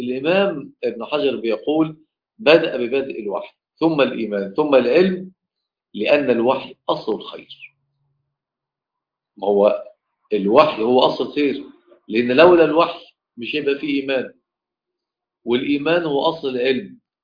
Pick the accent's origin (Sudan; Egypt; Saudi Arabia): Egypt; Mansoura, Dakahlia; يعني احنا عندنا في المنصوره